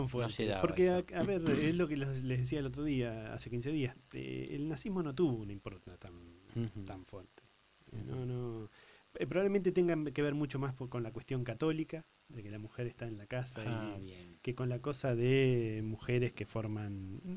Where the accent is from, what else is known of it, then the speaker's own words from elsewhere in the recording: Tandil, Buenos Aires Province, Argentina; Soy de Tandil, mi señora vivió en Gardey